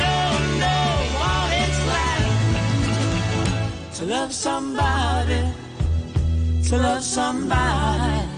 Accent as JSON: {"language": "Cantonese", "country": "Hong Kong", "said": "不過我哋香港人真係咧對呢一個抗疫嗰個 alert 咧、真係可以話值得一讚"}